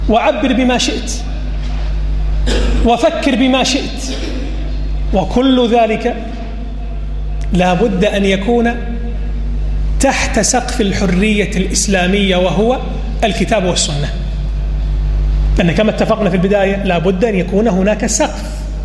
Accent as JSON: {"language": "Arabic", "country": "Kuwait", "said": "مخرجات التعليم عندنا في الكويت سيئة"}